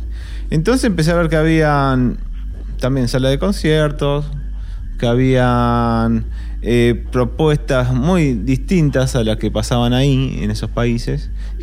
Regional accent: La Plata, Buenos Aires Province, Argentina; born there; pero yo nací en La Plata, a 10 minutos del río, de La Plata.

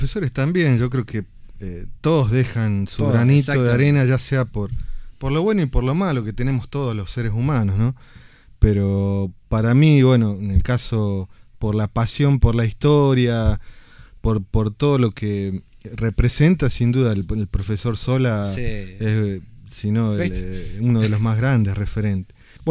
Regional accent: Comodoro Rivadavia, Chubut, Argentina; now in La Rioja, Argentina; Bueno, yo soy de Comodoro Rivadavia

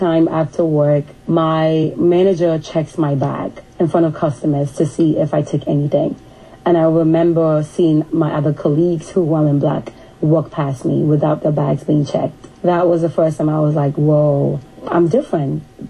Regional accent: Ghana; with, you know, moving back, because I have Western influence. It's hard for Ghanaians to see me as Ghanaian as well. Since I've been back, I've not had not even one person called me a Ghanaian.

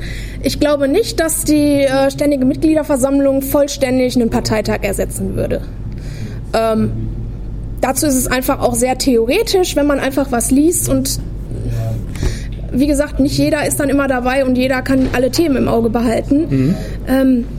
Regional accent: Ennepetal, North Rhine-Westphalia, Germany; Ich komme aus Ennepetal, das ist ganz interessant.

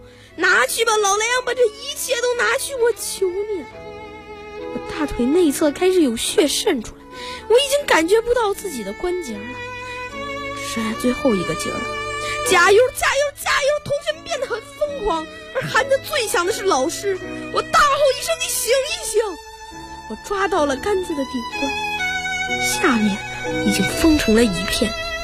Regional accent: Beijing, China; 我来自北京，我是一个学生。

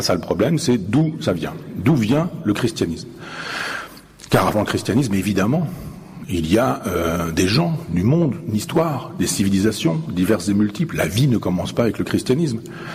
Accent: Chambois, Normandy, France; je vous embarque à Chambois, dans mon village natal, et que je vous fasse la visite guidée de mon église. L'église de mon village, 11e siècle, 12e siècle

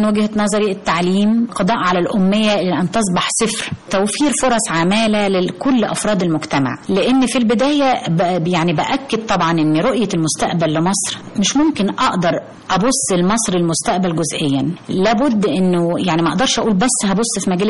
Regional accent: Egypt; طبعا طبعا أفتخر جدا جدا إن أنا مصرية وإن أنا فايزة بالجنسية المصرية.

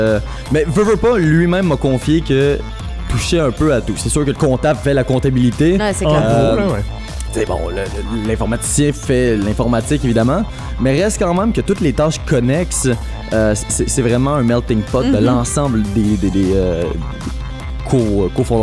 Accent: Repentigny, Quebec, Canada; Je dois être honnête, je suis natif de Repentigny aussi.

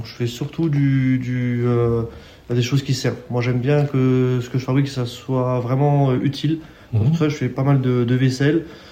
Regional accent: Grand Est, France; Moi je suis du nord du département, donc je suis plus côté Metz, mais je suis quand même en Meurthe-et-Moselle.

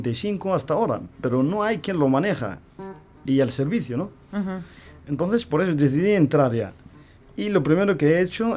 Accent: Western Sahara; mi gran ilusión es ver a mi pueblo en su tierra. Volver a Layún, a Smara, a Dakhla, a Bujdur

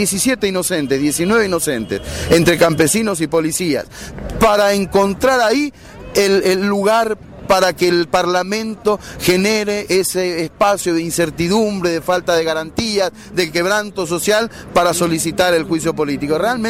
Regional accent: Paraguay; realmente creo que hoy como paraguayo debo decir que es una vergüenza

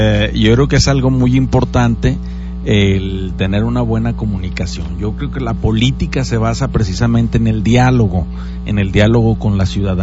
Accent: Aguascalientes, Mexico; todos somos mexicanos, todos somos aguascalentenses.

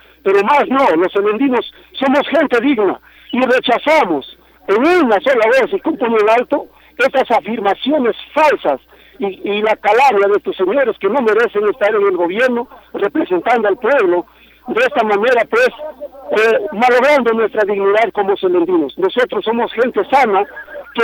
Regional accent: Peru; que realmente a nosotros, como peruanos, nos sorprende

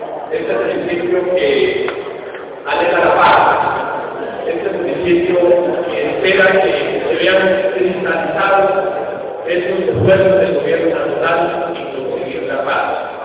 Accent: Colombia; Y como colombianos nos preguntamos

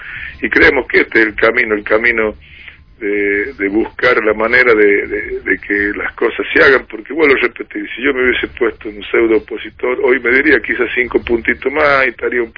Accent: La Rioja, Argentina; a nosotros no nos queda más que palabra de agradecimiento como riojano a este gobierno que tanto ha hecho por La Rioja

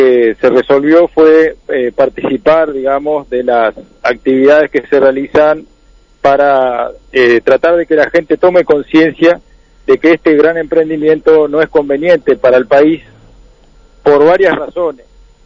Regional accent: Curtina, Tacuarembó, Uruguay; Y acá la zona, tanto mi pueblo acá, la zona de Curtina

